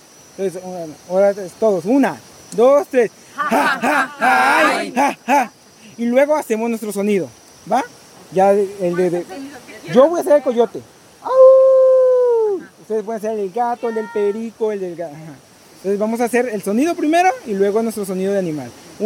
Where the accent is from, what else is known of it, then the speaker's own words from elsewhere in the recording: Xochitlán, Colima, Mexico; soy originario de Xochitlán, Comala. Y nuestra comunidad es una comunidad indígena.